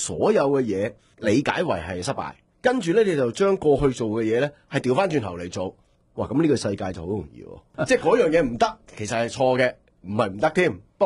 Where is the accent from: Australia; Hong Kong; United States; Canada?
Hong Kong; 咁而家再去到而家呢個階段，我哋香港人要自主自己嘅命運。